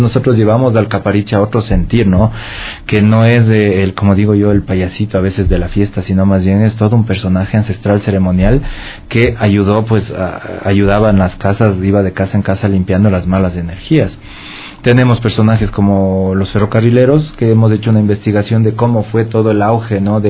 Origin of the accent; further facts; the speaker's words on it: Quito, Pichincha, Ecuador; porque eso es lo que somos los quiteños, ¿no? Nos gusta ser alegres, fiesteros, farreros